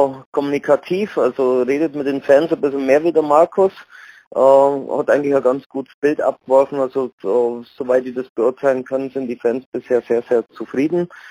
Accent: Augsburg, Bavaria, Germany; selbst als Augsburger nicht, muss man ja da hingehen

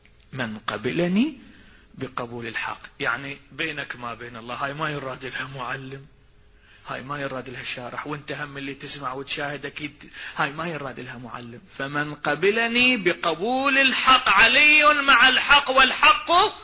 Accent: Iraq; أكو مثل عندنا بالعراق مشهور يقول نركض والعشا خباز

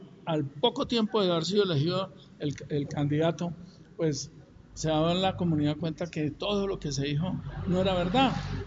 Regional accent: Sibaté, Cundinamarca, Colombia; yo soy de Cibaté, pero acordémonos que Cibaté era una inspección de policía de Soacha cuando yo nací. Yo tenía como 9 años cuando surgió la independencia de Soacha de Cibaté.

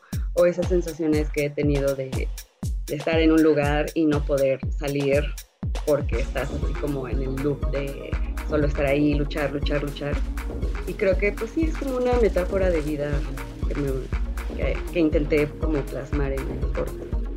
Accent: Mexico City, Mexico; yo vivo, o sea, yo soy bien chilanga, voy al mar cada puedo, está muy lejos.

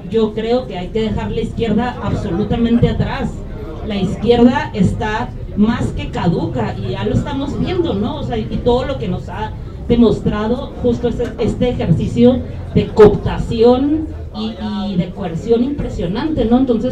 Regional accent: Tijuana, Baja California, Mexico; Yo, por ejemplo, soy de Tijuana, Baja California, ¿no? Entonces yo hablo de mi perspectiva, de mi experiencia como una mujer de la frontera

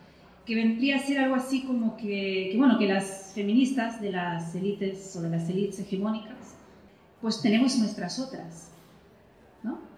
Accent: Argentina; nuestro pasado como argentinos tiene mucho más que ver con Latinoamérica

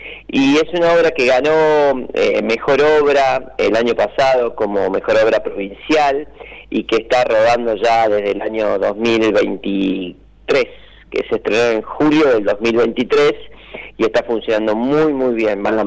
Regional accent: Villa Dolores, Córdoba, Argentina; yo soy de Villa Dolores, amo mi pueblo.

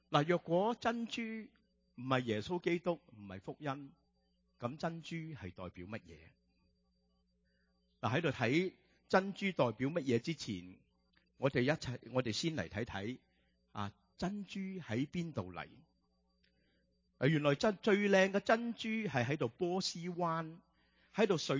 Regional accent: Hong Kong; 我们由香港来的就喜欢吃蚝了。

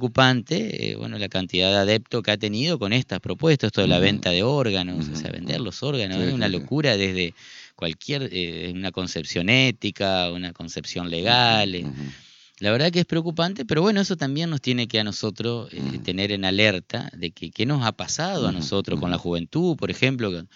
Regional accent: Argentina; Nuestra identidad como argentino, nuestra cultura, nuestros derechos

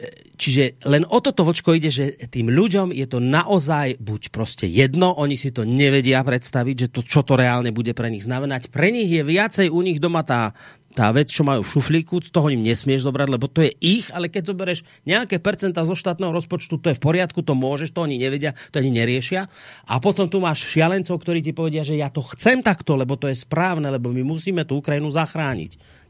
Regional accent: Banská Bystrica, Banská Bystrica Region, Slovakia; Kedy 4 roky dozadu sme tu mali u nás v Bystrici návštevu tam z Nemecka jedna pani

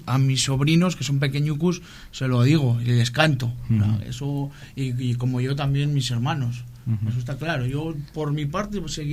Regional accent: Cantabria, Spain; siempre cuento las cosas sobre mi pueblo, sobre Cantabria, como no

